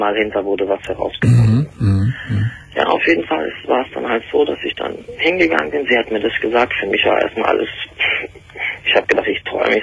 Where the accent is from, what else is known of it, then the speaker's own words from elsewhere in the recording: Turkey; now in Germany; Na gut, ich bin Türke.